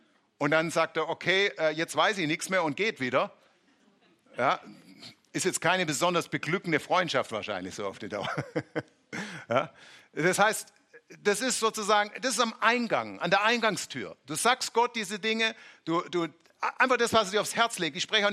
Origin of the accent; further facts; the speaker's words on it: Baden-Württemberg, Germany; Muss man aufpassen, als Schwabe klingt es so wie sehen.